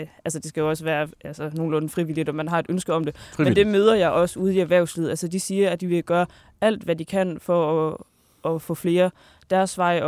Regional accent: Kolding, Region of Southern Denmark, Denmark; jeg kommer fra Kolding, og der ligger noget tæt på, der hedder Haderslev.

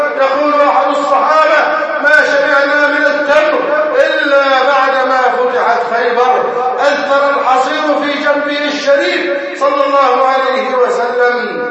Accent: Egypt; أن يحفظ بلدنا مصر وأن يجعلها أمنا أمانا

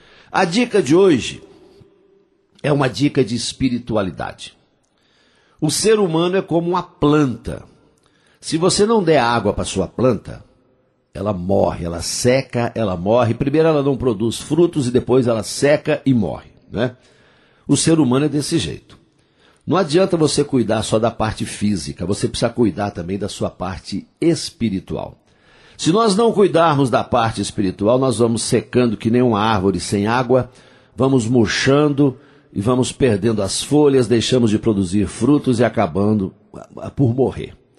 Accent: Coromandel, Minas Gerais, Brazil; Dia 5 de julho tem show de … lá em Coromandel, nas Minas Gerais, lá na minha terra.

